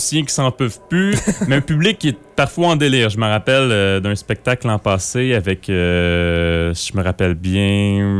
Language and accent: French; Quebec, Canada; je suis québécois depuis 13 générations déjà. Mon ancêtre est arrivé en 1600 quelque chose.